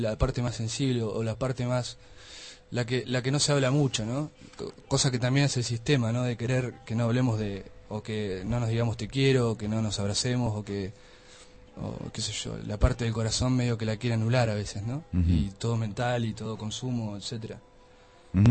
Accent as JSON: {"language": "Spanish", "country": "Argentina", "said": "Soy argentino, más vale, pero..."}